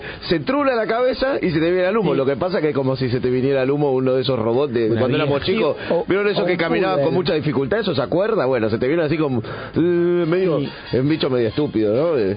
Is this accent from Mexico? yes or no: no; Italy; yo, pero... como italiano, tuve que votar. No sé si voté.